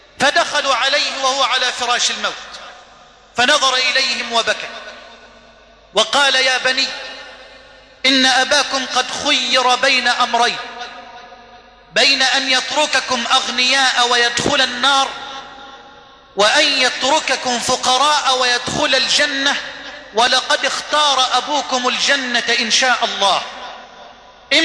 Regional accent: Egypt; اللهم إني أسألك أن تجعل بلدنا مصر واحة للأمن والأمان

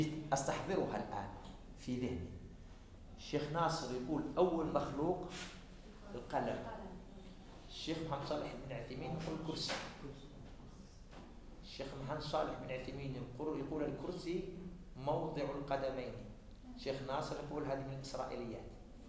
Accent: Algeria; احنا عندنا في الجزائر

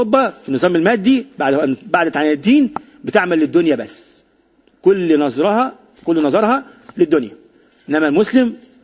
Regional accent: Egypt; وعندنا في مصر إنه بنطبق الليبرالية القومية الموجودة دلوقتي

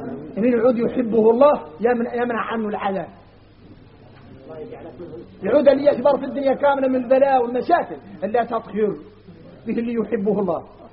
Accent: Mauritania; احنا راك موريتاني

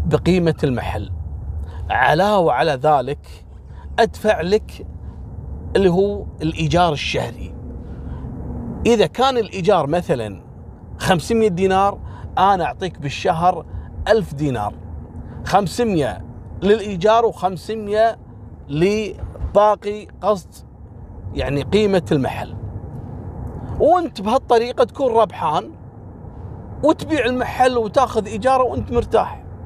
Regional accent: Kuwait; وهو غالي ومعروف عندنا في الكويت

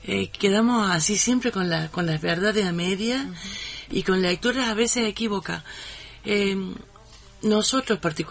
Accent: Cruz del Eje, Córdoba, Argentina; Y ahora yo soy de Cruz del Eje y voy siguiendo muy el día los hechos de allá

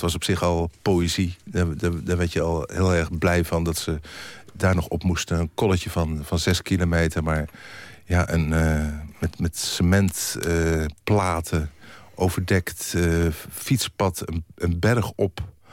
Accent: Bergen op Zoom, North Brabant, Netherlands; born there; Kijk, ik ben geboren in Bergen op Zoom.

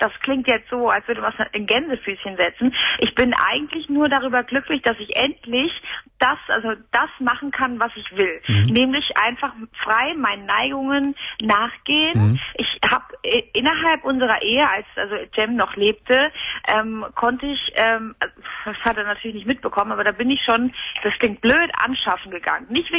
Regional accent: Turkey; Weil ich bin ja Türkin und da als Dozentin irgendwie durchzustarten, ist das ja immer ein bisschen schwierig in Deutschland.

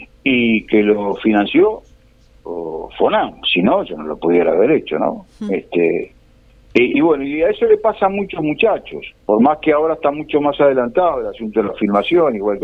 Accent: Canelones, Uruguay; Sí, soy un canario sembrador

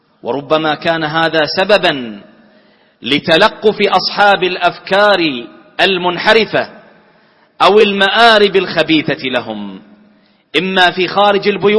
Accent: Bahrain; واجعل بلدنا البحرين آمنة مطمئنة

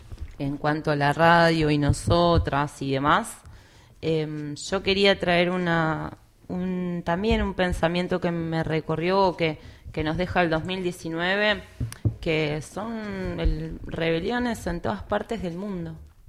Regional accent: Argentina; Y bueno, nosotros como Argentina estamos siendo parte de ese legado de, de no planeta de las futuras generaciones.

